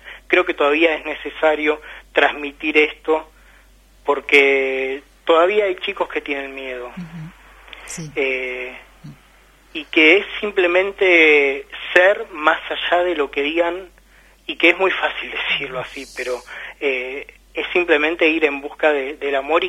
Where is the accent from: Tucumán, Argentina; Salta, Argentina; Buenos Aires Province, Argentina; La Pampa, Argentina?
Buenos Aires Province, Argentina; Hurlingham; Sí, he nacido acá en Hurlingham, sí.